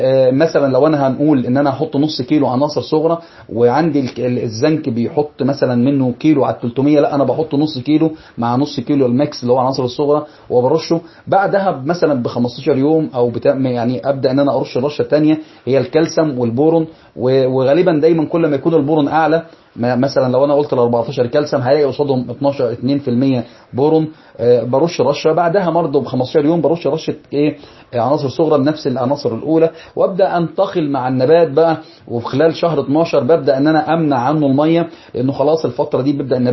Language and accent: Arabic; Egypt; موجود عندنا في مصر حاجة اسمها